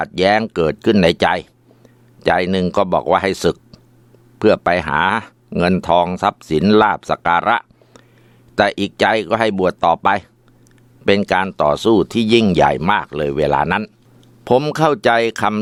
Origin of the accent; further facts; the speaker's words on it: Ubon Ratchathani, Thailand; ผมเป็นคนจังหวัดอุบลราชธานี